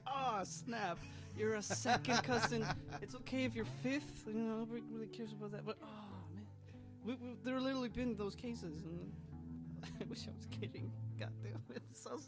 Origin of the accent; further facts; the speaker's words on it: Iceland; Wait, am I just doomed from the start because I'm from Iceland?